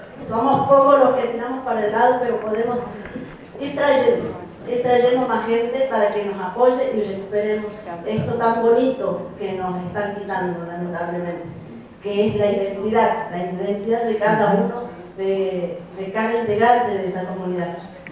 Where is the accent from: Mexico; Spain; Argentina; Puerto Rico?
Argentina; Tafí del Valle, Tucumán; Soy de aquí del Valle de los Pagos de San Ángel Romano. La verdad que en Tafí del Valle, siendo un pueblo originario